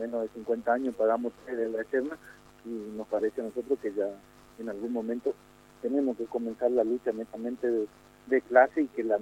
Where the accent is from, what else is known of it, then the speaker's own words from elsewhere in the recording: Quitilipi, Chaco, Argentina; sabido es que nosotros somos de Chaco, estamos en una localidad que se llama Quitilipe